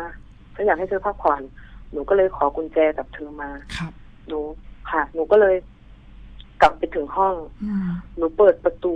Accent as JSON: {"language": "Thai", "region": "Isan", "country": "Thailand", "said": "แต่หนูเป็นคนอีสานนะคะ"}